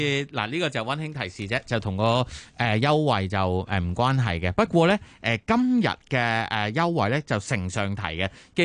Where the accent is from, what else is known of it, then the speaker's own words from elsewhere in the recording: Hong Kong; 我哋都系香港人啊